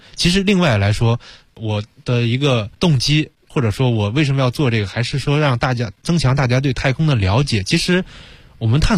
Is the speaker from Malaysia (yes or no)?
no; China; 我作为中国人